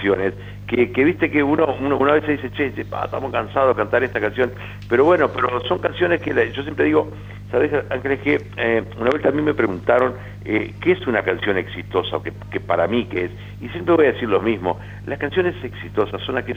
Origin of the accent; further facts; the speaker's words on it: Rivera, Uruguay; moved away; also born or lived in Montevideo; cuando me fui de Rivera, mirá, ese es el que se fue para Montevideo, y en Montevideo era el vallano de Rivera